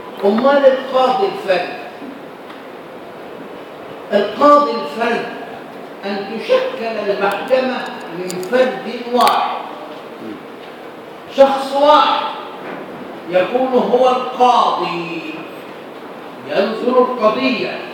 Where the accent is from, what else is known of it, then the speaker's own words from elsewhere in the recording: Egypt; إذا الواقع العمل اللي عندنا في مصر الآن